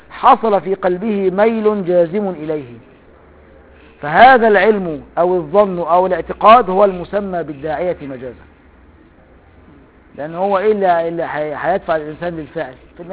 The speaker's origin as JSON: {"language": "Arabic", "region": "Upper Egypt", "country": "Egypt", "said": "انا صعيدي برضه."}